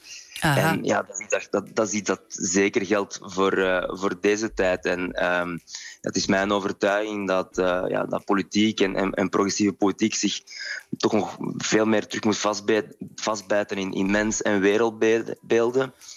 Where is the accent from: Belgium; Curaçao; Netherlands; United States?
Belgium; Flanders; Voor mij als jonge Vlaamse politicus was dat een ontdekking.